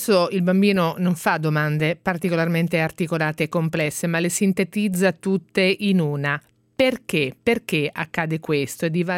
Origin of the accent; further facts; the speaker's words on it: Ancona, Marche, Italy; Noi siamo di Ancona